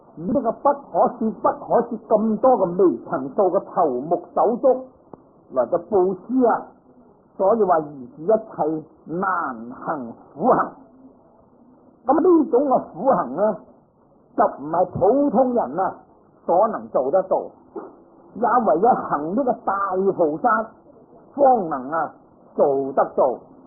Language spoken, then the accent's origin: Cantonese; Guangdong, China; 佢唔係同我哋廣東人咁啦